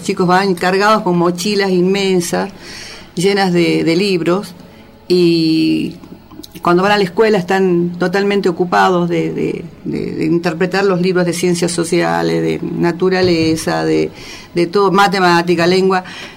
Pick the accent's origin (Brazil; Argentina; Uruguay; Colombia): Argentina; Jujuy; nosotros, que somos del lugar, que somos jujeños